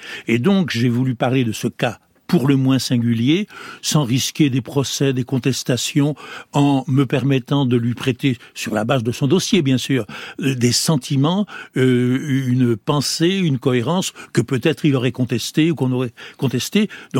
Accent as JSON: {"language": "French", "country": "France", "said": "chez nous, en France"}